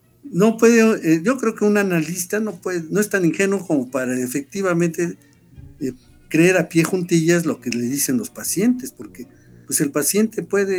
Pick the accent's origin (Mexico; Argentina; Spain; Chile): Mexico; la narración que hemos construido de que somos mexicanos, cómo es que somos mexicanos